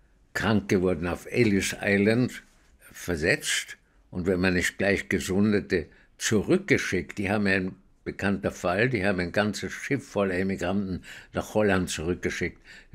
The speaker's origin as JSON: {"language": "German", "country": "Austria", "said": "Und ich sagte, nee, ich bin aus Österreich."}